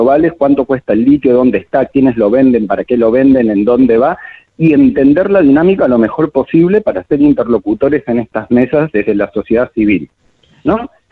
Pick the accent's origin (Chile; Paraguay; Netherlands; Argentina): Argentina; nosotros como argentinas y argentinos una mejor calidad de vida